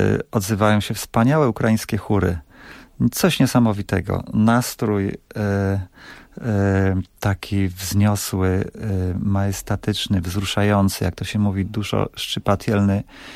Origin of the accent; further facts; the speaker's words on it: Pińczów, Świętokrzyskie Voivodeship, Poland; bo ja pochodzę z Pińczowa